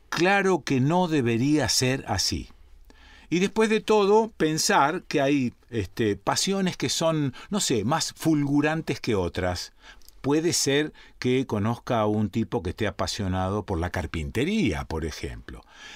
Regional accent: Rosario, Santa Fe, Argentina; viste cómo somos los santafesinos y cómo somos los rosarinos. Nunca decimos que somos santafesinos. Siempre decimos que somos rosarinos, como si fuese otra provincia

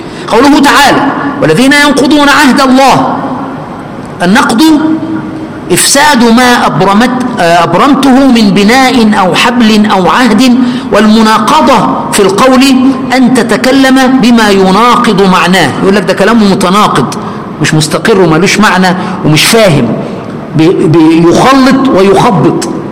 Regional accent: Egypt; وكان الوزغ اللي بنسميه عندنا في مصر البرص كان ينفخ فيها

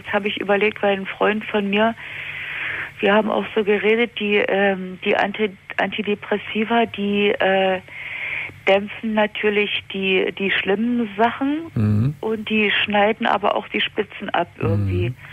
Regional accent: East Germany, Germany; Also ich bin in der DDR aufgewachsen

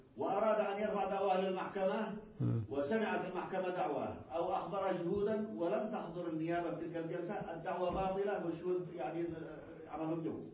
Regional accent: Yemen; لكن هنا تزودوا عندنا في اليمن وجعلوا الحق الشخصي

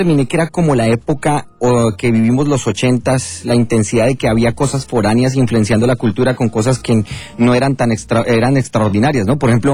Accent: Bogotá, Colombia; se parece mucho al barrio donde yo crecí, en Colombia, a Modelia, a Normandía, y esa zona que era la zona de Bogotá donde yo crecí

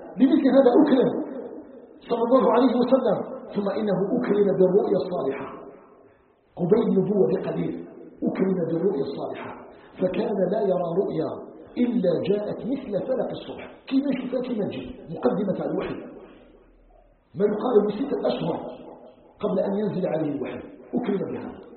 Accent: Algeria

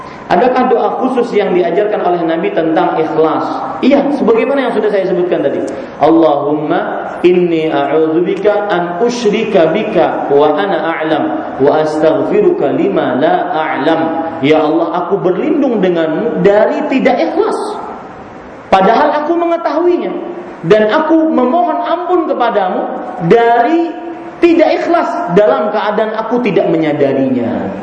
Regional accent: Banjarmasin, South Kalimantan, Indonesia; hati-hati kalau ke Banjarmasin, ke kota saya, Pak

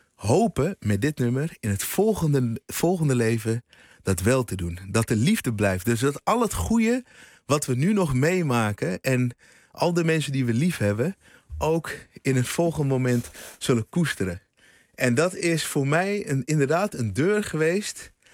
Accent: Houten, Utrecht, Netherlands; in Houten, waar ik opgegroeid ben. Later ben ik naar de Bijlmer verhuisd

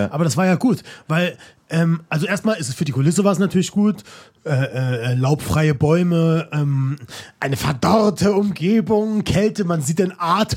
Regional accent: Saarland, Germany; also born or lived in Hamburg; now in Cologne, Germany; ich bin ja ursprünglich Saarländer, wie du weißt. Mhm. Dann war es seit ein paar Jahren Wahlheimat Hamburger und jetzt momentan Exil im Kölner

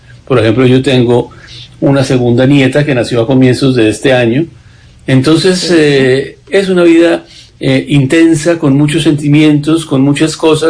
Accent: Colombia; fue la primera vez que salí de Colombia después de una primera, cuando estaba recién graduado

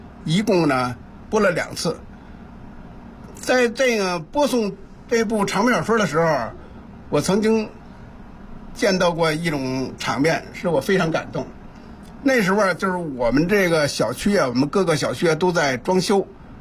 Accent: Wangquansi, Beijing, China; 这些村子呀，就是以我的家乡望泉寺为中心。

